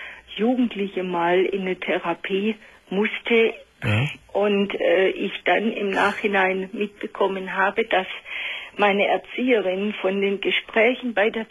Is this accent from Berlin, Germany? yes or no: no; Baden-Württemberg, Germany; accent: Swabian; Sie hören Sie sicher, ich rede Schwäbisch.